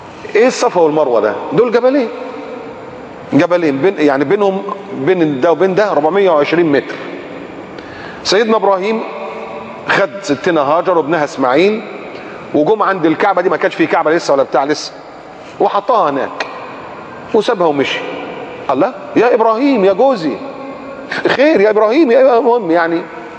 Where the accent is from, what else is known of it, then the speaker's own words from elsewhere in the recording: Egypt; احنا كمصريين كنا ما نقدرش نروح تركيا الا لما تروح السفاره وتاخد الفيزا من السفاره.